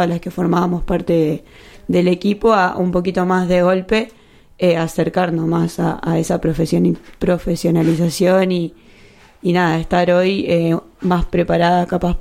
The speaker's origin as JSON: {"language": "Spanish", "town": "Agustoni", "region": "La Pampa", "country": "Argentina", "said": "Bueno, yo soy de Agustoni, que es un pueblito chico que está cerca de General Pico."}